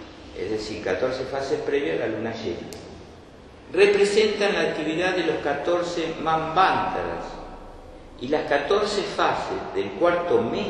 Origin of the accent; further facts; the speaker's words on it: Bernal, Buenos Aires Province, Argentina; Yo soy de Bernal. Por eso no quiero decir que soy bernalista.